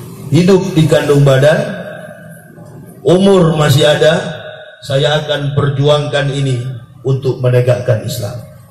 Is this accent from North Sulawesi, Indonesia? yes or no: yes; Manado, North Sulawesi, Indonesia; sampai ke kampung saya di Sulawesi, Manado.